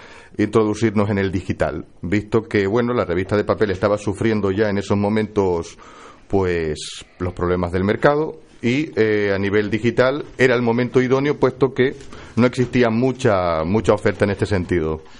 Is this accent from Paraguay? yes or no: no; Arrecife, Canary Islands, Spain; Yo soy nacido en Lanzarote, soy conejero.